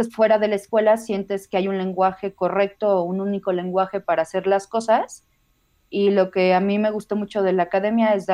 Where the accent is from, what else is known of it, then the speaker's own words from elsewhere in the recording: Guadalajara, Jalisco, Mexico; originalmente sí soy de Guadalajara.